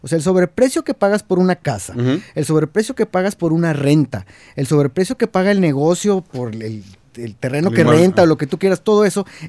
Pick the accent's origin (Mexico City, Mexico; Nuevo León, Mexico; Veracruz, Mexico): Nuevo León, Mexico; Monterrey; me da vergüenza decir que soy de Monterrey